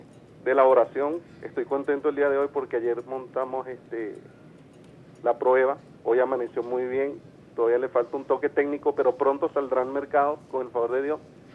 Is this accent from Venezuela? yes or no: yes; Venezuela; Pero somos venezolanos, somos los hijos de Bolívar, los hijos de Chávez.